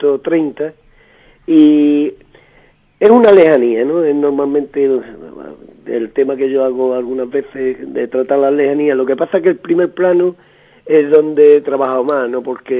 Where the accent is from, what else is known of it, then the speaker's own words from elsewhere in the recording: Andalusia, Spain; Eso nos dijo el jurado, que los tres somos gaditanos